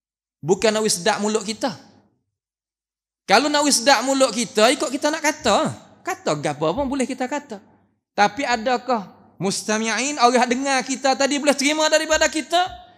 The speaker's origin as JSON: {"language": "Malay", "country": "Thailand", "said": "Jabatan Mufti yang sudi jemputkan saya daripada Thailand"}